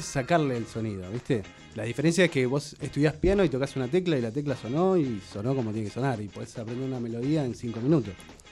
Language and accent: Spanish; La Plata, Buenos Aires Province, Argentina; No, mira, yo soy de acá de La Plata, terminé el colegio.